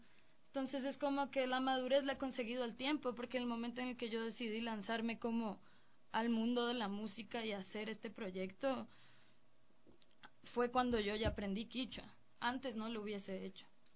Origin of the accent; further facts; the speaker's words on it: Colombia; de la realidad en la que yo crecí en Colombia